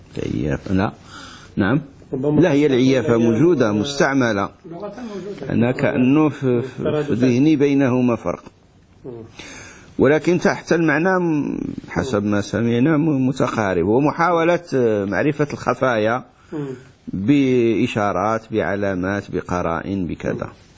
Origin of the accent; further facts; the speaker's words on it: Morocco; احنا عندنا في المغرب الفلاحون يقولون المنازل، ما عرفش عندكم ماذا تسمى المنازل